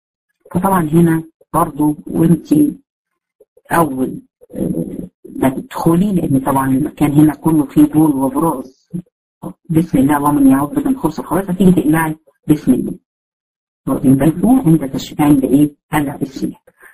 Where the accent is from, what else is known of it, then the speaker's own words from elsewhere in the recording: Egypt; احنا حتى عندنا في مصر بيعتقدوا الكلام ده